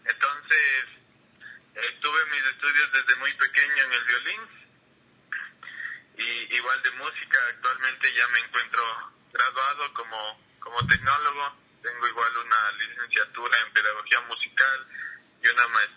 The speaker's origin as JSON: {"language": "Spanish", "town": "Quito", "region": "Pichincha", "country": "Ecuador", "said": "yo soy un violinista quiteño, nací en... tengo actualmente 25 años"}